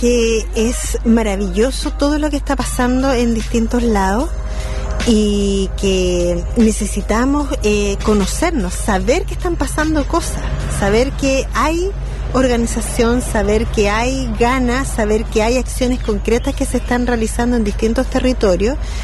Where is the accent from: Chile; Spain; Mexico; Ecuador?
Chile; Peñalolén, Santiago Metropolitan Region; vengo de Santiago, de la comuna de Peñalolén